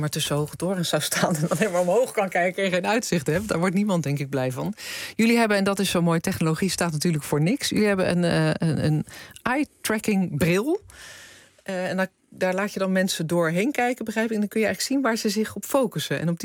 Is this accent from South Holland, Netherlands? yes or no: yes; Rotterdam, South Holland, Netherlands; Ik weet het, ik kom dan zelf uit Rotterdam.